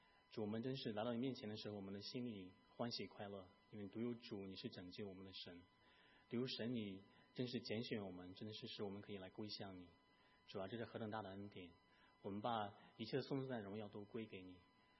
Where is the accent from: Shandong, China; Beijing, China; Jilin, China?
Shandong, China; born there; 我出生在山东的一个县城，我所在的县城它的土地大概也不怎么肥沃，好像它也不是怎么特别的靠海，就是它大概的情况是这个资源上面来讲大概是一般，但是它有一个独特的地方，它这个出产钻石